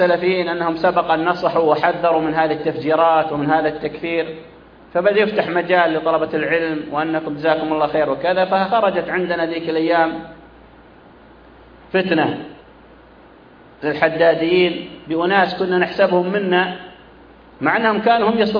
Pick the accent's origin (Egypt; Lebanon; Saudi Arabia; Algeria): Saudi Arabia; ثم حصلت تفجيرات عندنا في السعودية كثيرة